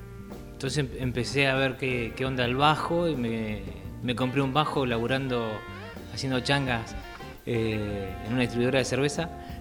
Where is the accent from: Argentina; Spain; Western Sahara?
Argentina; Trelew, Chubut; born there; Yo soy nacido en Trelew, ellos vivían allá